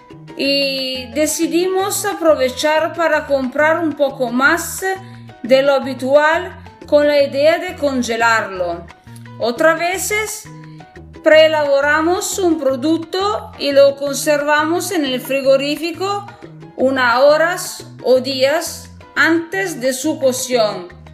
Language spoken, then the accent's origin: Spanish; Piedmont, Italy; Spanish is a second language; soy italiana del norte de Italia, el Piemonte, la región del Piemonte.